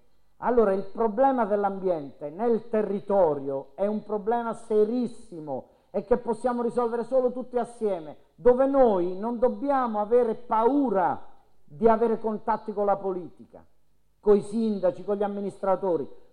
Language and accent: Italian; Basilicata, Italy; In Basilicata, la mia terra